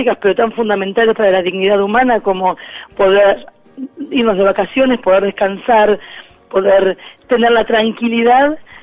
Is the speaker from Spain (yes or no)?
no; Argentina; somos el pueblo argentino en su totalidad, sobre todo nuestro pueblo pobre.